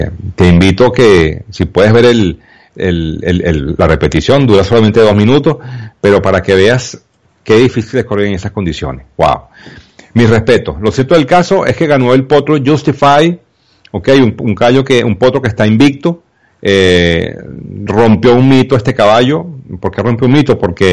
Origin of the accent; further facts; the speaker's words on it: Venezuela; muy para nosotros los venezolanos. Bueno, muy a mi pesar, pues, como en venezolano